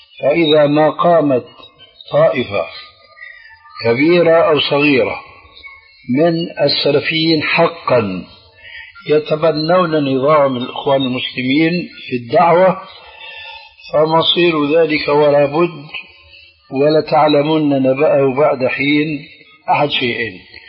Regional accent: Damascus, Damascus Governorate, Syria; وأنا أعرف، وأنا سوري دمشقي كما تعلمون

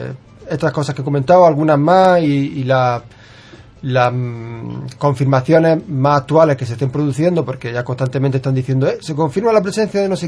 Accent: Almería, Andalusia, Spain; los que somos de Almería sabemos lo que es vivir una provincia

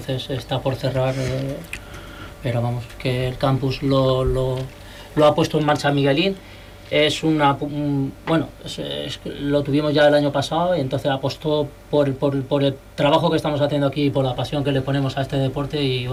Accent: Cieza, Region of Murcia, Spain; born there; Además, nacido en donde nací yo, en Cieza, Murcia.

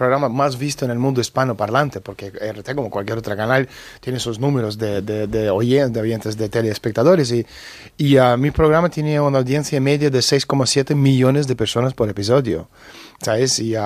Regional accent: Lithuania; born there; first language Russian; Spanish is a second language; Yo soy ruso, nací en Unión Soviética, en Lituania, pero no soy lituano, como muchos de vez en cuando ha visto cosas diciendo, estoy lituano, no soy lituano. Nací en República Soviética de Lituania, somos rusos, hablamos ruso, no hablamos lituano

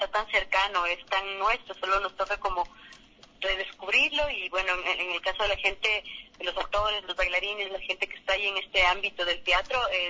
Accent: Ecuador; nosotros como cultura, como ecuatorianos, tenemos varias, las muñecas de trapo

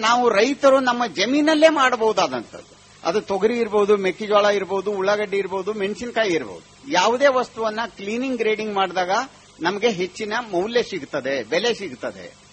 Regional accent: Managuli, Karnataka, India; ನಾನು ಸಣ್ಣವನಿದ್ದಾಗ ನನ್ನ ಊರು ಇಲ್ಲೇ ಸ್ವಂತ ಊರು ಮನಗೂಳಿ

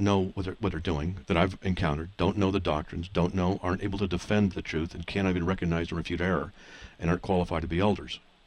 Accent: California, United States; moved away; What do I know? I'm from Southern California. Moved here 8 years ago.

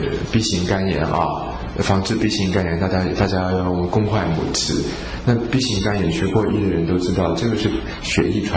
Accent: Taiwan; 我们台湾人很喜欢认为政府可以帮我们解决问题

